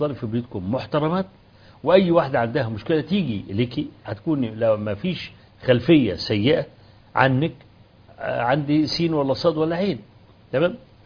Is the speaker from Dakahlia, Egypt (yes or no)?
no; Kafr El Sheikh, Kafr El Sheikh Governorate, Egypt; أول ما جيت في بلدي كفر الشيخ